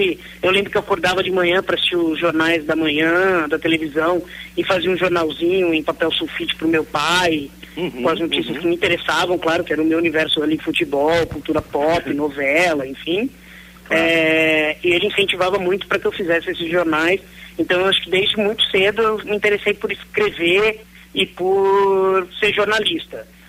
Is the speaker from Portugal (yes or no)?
no; São Paulo, Brazil; also born or lived in Campinas; Olha, eu nasci aqui em São Paulo, né, em meados da década de 70.